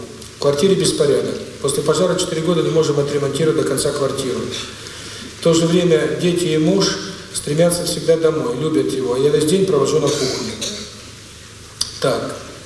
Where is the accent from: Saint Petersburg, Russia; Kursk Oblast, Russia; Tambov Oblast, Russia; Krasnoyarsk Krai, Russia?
Saint Petersburg, Russia; also born or lived in New York, United States; now in Moscow, Russia; проживал в Нью-Йорке. Полгода тому назад по приглашению друга москвича переехал с семьей в Москву. Все мы петербуржцы.